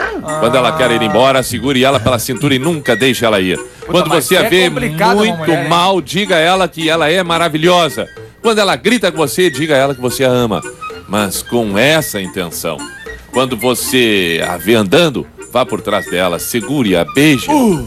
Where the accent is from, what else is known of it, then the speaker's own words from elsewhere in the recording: Caxias do Sul, Rio Grande do Sul, Brazil; Sou de Caxias, quero dizer que amo vocês demais.